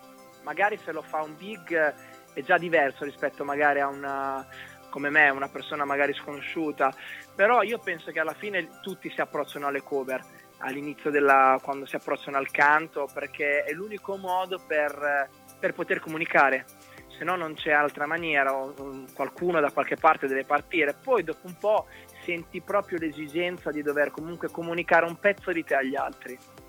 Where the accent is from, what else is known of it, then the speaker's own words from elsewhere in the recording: Rimini, Emilia-Romagna, Italy; vengo da Rimini e ho 27 anni